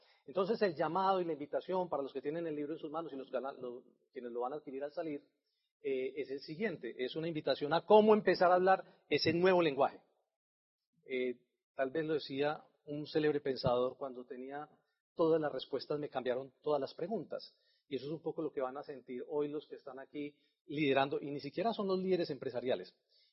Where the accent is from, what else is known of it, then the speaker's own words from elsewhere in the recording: Antioquia, Colombia; como somos muy paisas y los queremos tener ahí en el nido por mucho tiempo